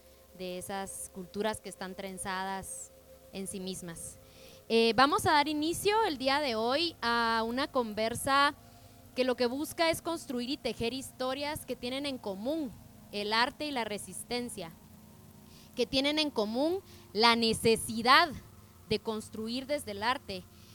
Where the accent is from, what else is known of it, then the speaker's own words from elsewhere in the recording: Guatemala; la masacre que el ejército de Guatemala cometió en mi pueblo hace 12 años.